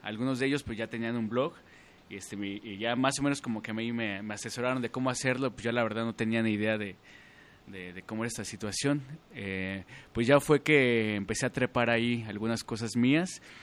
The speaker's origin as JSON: {"language": "Spanish", "region": "Mexico City", "country": "Mexico", "said": "Pues yo vengo de la Ciudad de México, antes DF, como bien lo dijiste. Creo que pertenezco todavía al DF, pero pues bueno, estoy aquí por motivos amorosos"}